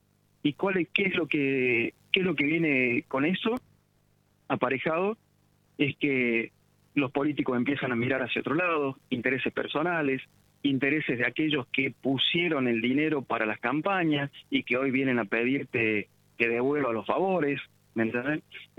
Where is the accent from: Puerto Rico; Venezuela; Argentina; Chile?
Argentina; yo viví afuera y la vi llorar a mi mamá, a mi papá, yo sufrí la vuelta de la vida, me hicieron volver a la Argentina, y no me volvería a ir ¿Por qué? Porque amo mi tierra